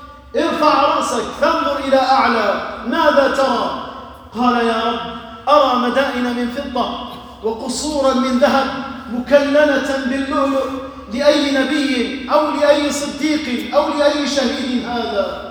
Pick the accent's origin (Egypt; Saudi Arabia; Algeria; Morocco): Algeria; اللهم احفظ بلدنا الجزائر